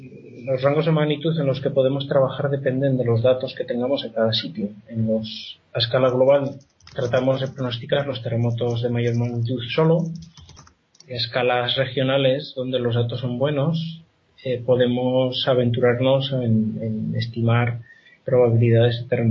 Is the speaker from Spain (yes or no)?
yes; Spain; que yo sepa soy el único español o latino en general en el, exceptuando los colegas italianos, claro.